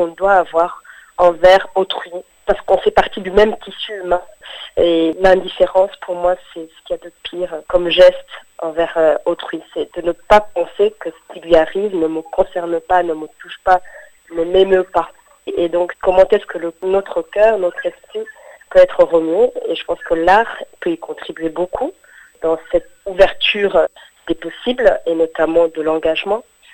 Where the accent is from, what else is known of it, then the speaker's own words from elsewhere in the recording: Rwanda; cette cicatrice qui fait partie de notre histoire en tant que Rwandais